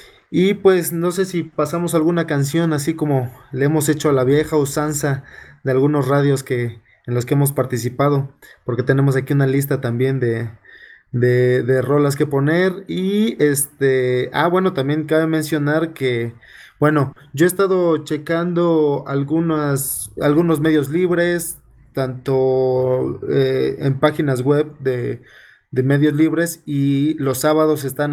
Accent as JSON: {"language": "Spanish", "town": "San Cristóbal de las Casas", "region": "Chiapas", "country": "Mexico", "tie": "born there", "also_born_or_lived": "Morelos / Mexico City", "said": "yo ahora estoy radicando en la ciudad de San Cristóbal de las Casas, Chiapas. Para los que no saben, es mi ciudad natal, muchos me conocieron entre Morelos y DF, pero ahora estoy aquí"}